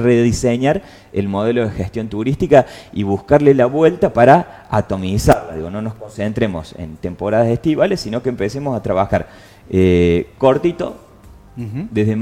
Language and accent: Spanish; Capilla del Monte, Córdoba, Argentina; yo vengo de Capilla del Monte, es la anteúltima localidad de Punilla